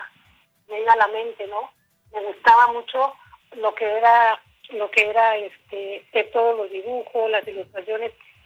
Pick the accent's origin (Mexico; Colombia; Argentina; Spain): Mexico; Huetamo, Michoacán; born there; now in Morelia, Mexico; Y bueno, nací en Huetamo, Michoacán. Me vine a estudiar aquí en la ciudad de Morelia, persiguiendo mis sueños, ¿no?